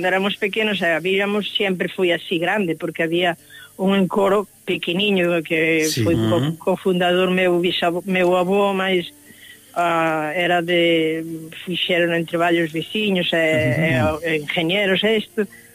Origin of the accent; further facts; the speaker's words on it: Galicia, Spain; Entón, por aí ese rincocho, víase Fisterra desde a miña aldea.